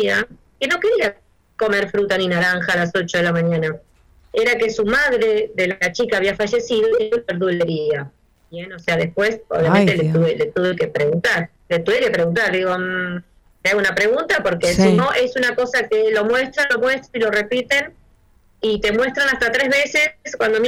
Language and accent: Spanish; Argentina; En mi caso, soy bien argentina y hablo, ya no voy a andar imitando acentos.